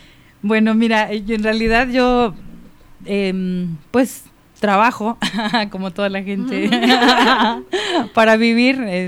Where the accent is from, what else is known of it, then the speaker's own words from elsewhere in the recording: Huetamo, Michoacán, Mexico; now in Mexico City, Mexico; soy michoacana y allá hacemos un mole delicioso, muy picoso. Yo soy de Huetamo, Michoacán. Así es. De allá, de la mera tierra de … De allá soy yo. Y bueno, tengo en la ciudad viviendo ya 17 años, la mitad de mi vida.